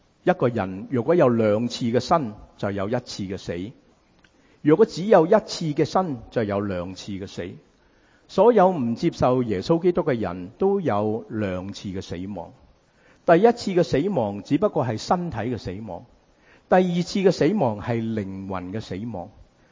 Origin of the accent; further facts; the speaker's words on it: United States; 因为我哋美国人好中意讲华氏。